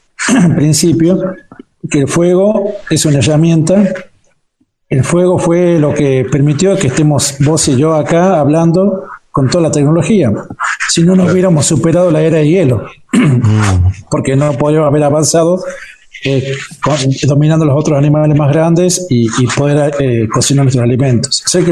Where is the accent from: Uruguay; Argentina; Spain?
Argentina; San Antonio, Catamarca; born there; yo soy nacido en San Antonio, de Fray Montesquieu.